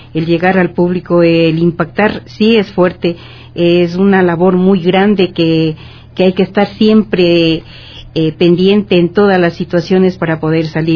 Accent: Amaguaña, Pichincha, Ecuador; born there; mi tierra preciosa, la que me vio nacer, tenga una carta de representación y digan, bueno, a través de la música de … sí existe en el terruño Amaguaña.

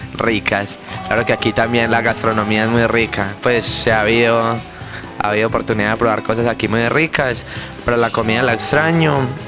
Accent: Colombia; now in Argentina; diferentes zonas, diferentes regiones, diferentes ciudades de mi país, y aprendí a valorar más lo de mi tierra. Este es el primer país que conozco fuera del mío

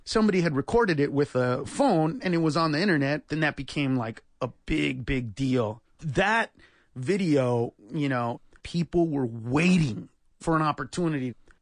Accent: Los Angeles, California, United States; I grew up in East L.A.

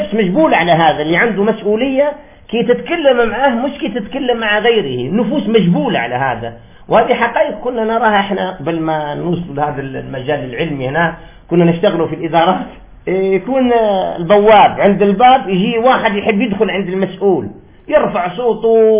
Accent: Algeria; وهذا الوجهاء في هذا الزمان ما بقاوش عندنا في الجزائر

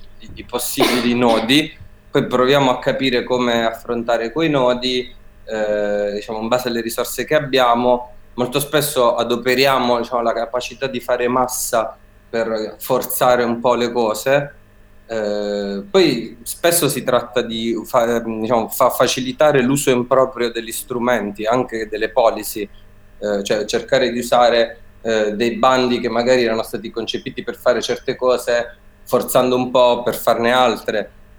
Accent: Apulia, Italy; Che secondo me da pugliese per me è venuta fuori un po' come contraccolpo

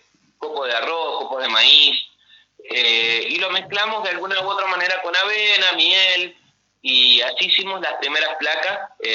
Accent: Mendoza, Argentina; now in Concordia, Argentina; Pasa que llegamos a Concordia, yo soy mendocino.

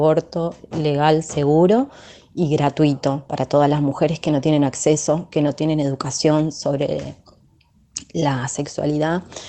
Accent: La Matanza, Buenos Aires Province, Argentina; soy del Partido de La Matanza, tengo 35 años, soy docente

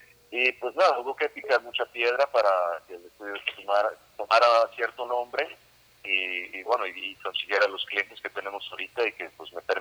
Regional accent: Mexico City, Mexico; born there; also born or lived in Campeche / Yucatán / Tabasco / Chiapas; Pues yo nací aquí en la Ciudad de México.

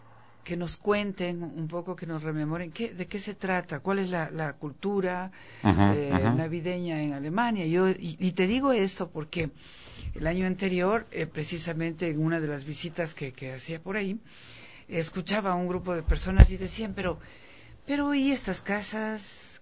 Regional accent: Ecuador; Es decir, nosotros tenemos belleza de artesanías como ecuatorianos.

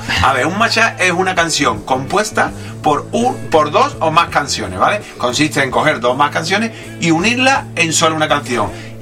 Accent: Cádiz, Andalusia, Spain; pero yo soy de Cádiz y os lo digo.

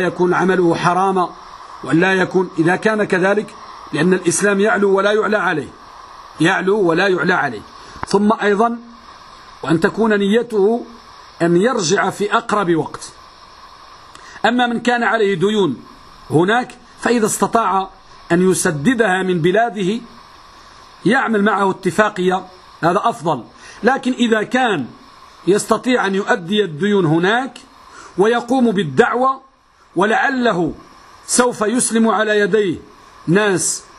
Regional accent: Morocco; يوجد بعض البلدان عندنا بالمغرب أن النساء لهن وشم في وجوههن

